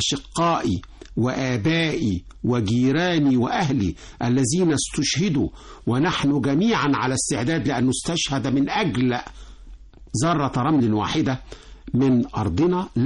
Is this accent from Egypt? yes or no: yes; Egypt; بالنسبة احنا كلنا كمصري لازم اعترف ان في ازمة اقتصادية عالمية تعم العالم